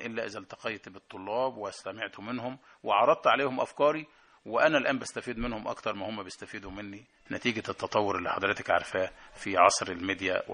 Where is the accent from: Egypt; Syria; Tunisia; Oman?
Egypt; moved away as an adult; وأنا أعتقد أنا يعني بحكم مصرياتي وثقافتي أضفت لهم الكثير